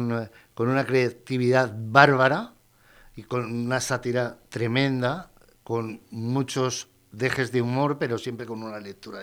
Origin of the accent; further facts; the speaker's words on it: Madrid, Community of Madrid, Spain; born there; Una calle de Madrid, el barrio de Prosperidad, donde yo nací.